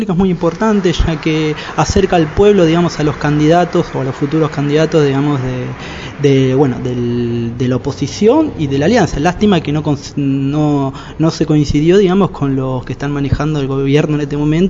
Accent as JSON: {"language": "Spanish", "town": "Moreno", "region": "Buenos Aires Province", "country": "Argentina", "said": "yo como ciudadano, digamos, de Moreno y también como argentino"}